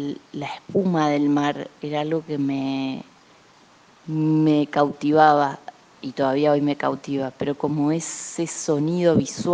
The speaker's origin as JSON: {"language": "Spanish", "town": "Remedios de Escalada", "region": "Buenos Aires Province", "country": "Argentina", "also_born_or_lived": "Mar del Plata", "said": "yo llegué a la ciudad de Mar del Plata en el año 1989, cuando mi mamá y mi papá decidieron vivir en esa ciudad y veníamos de Remedios de Escalada a Gran Buenos Aires."}